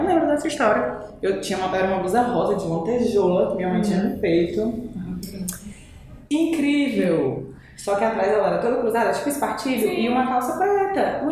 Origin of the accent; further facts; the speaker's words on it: Espírito Santo, Brazil; moved away; Eu morava no Conjunto Esperança. Morei mais de 20 anos lá. Eu nasci no Espírito Santo. Morava num bairro muito periférico lá. Mais ainda do que o Conjunto Esperança. Vim pro Ceará, morei no Carro do Pompona, fui pro Conjunto Esperança, morei 20 anos lá.